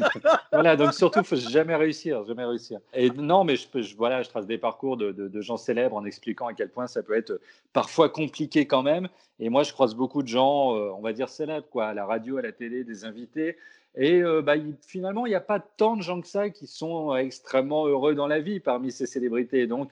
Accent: Brittany, France

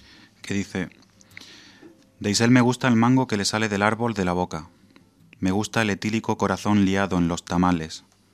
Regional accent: Andalusia, Spain; llegué a Madrid rimando, porque yo vengo de Andalucía.

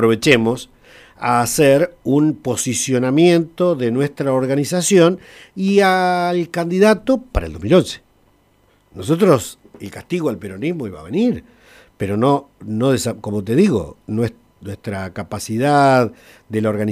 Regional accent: Santa Rosa, Argentina; born there; Yo nací en Santa Rosa. Mis primeros años me tuve que ir al campo porque mi papá era peón de campo.

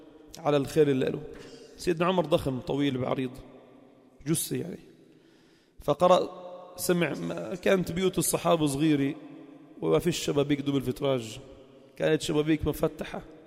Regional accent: Lebanon; وعندنا بلبنان ما شاء الله جبال،

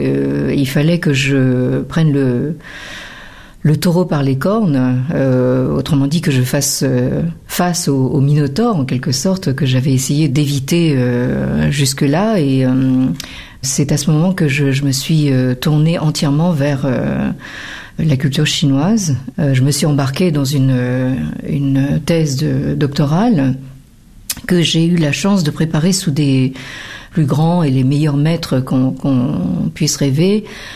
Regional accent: France; born there; je suis né en France, mais d'ancêtres chinois, de parents chinois, qui se sont connus à Paris dans les années d'après-guerre.

